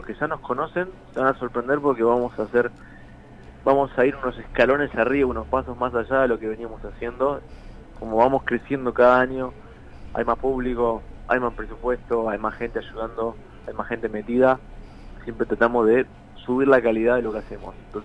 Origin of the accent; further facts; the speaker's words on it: Buenos Aires, Argentina; Somos de Buenos Aires.